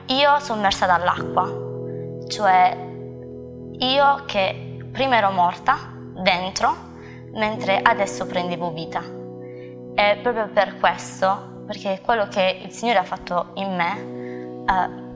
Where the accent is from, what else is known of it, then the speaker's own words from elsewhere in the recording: Modugno, Apulia, Italy; ho 22 anni e sono di Modugno.